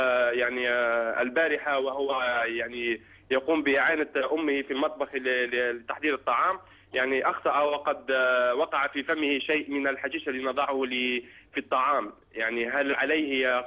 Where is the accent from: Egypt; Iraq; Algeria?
Algeria; moved away as an adult; now in France; أنا شاب جزائري والأصل وقاتل في فرنسا منذ سنة 2003.